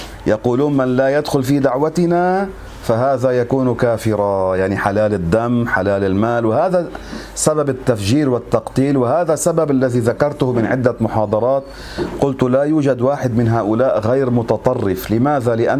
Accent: Lebanon; واحد كان يقال له عندنا في لبنان من الزعران

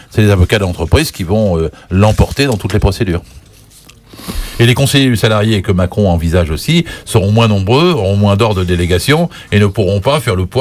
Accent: Normandy, France; je suis normand moi

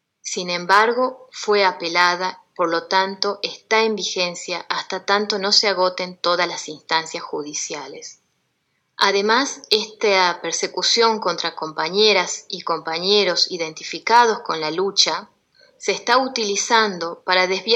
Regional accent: Andalgalá, Catamarca, Argentina; los principales ríos que forman el río Andalgalá, que es el que da vida a mi pueblo

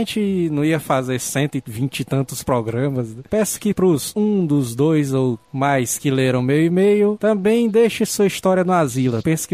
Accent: Northeast Region, Brazil; pois sou nordestino.

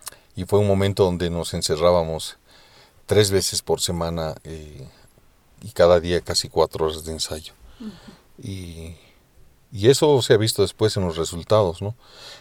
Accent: Bolivia; yo pienso que la música en Bolivia es exactamente como somos los bolivianos.

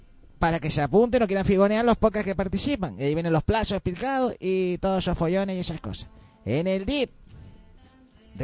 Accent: Canary Islands, Spain; Si somos canarios y nosotros la S, pues ya sabes tú que va a ser que no, aspirarla por lo menos.

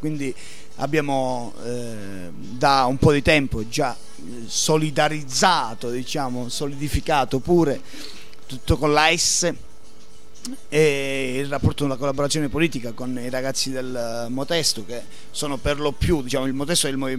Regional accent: Crotone, Calabria, Italy; Pitagora era il classico di Crotone, che è mia città natale

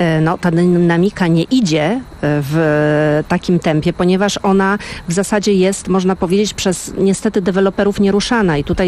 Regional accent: Warsaw, Masovian Voivodeship, Poland; jestem mieszkanką Woli od lat i zresztą definiuję siebie jako warszawianka i też właśnie wolanka lokalnie

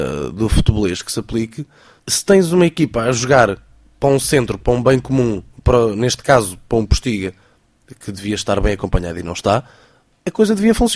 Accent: Portugal; enquanto português também me custa ver

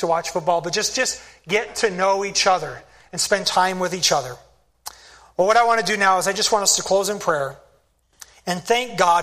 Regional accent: Spokane, Washington, United States; There's my first church back in Michigan, and the church that I grew up in Spokane, Washington. I grew up in that church for the first 19 years of my life.

